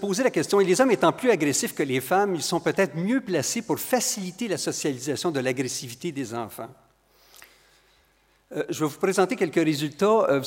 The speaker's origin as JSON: {"language": "French", "region": "Quebec", "country": "Canada", "accent": "Quebec", "said": "Vous reconnaissez mon accent du Québec."}